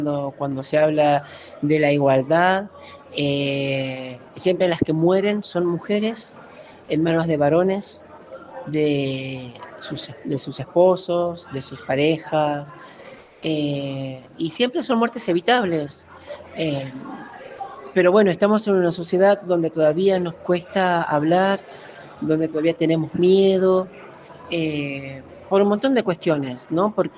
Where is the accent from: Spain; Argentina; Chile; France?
Argentina; Salta; soy una travesti salteña, artista, soy bailarina, actriz, cocinera, también escribo un poco, y activista por los derechos de las personas trans.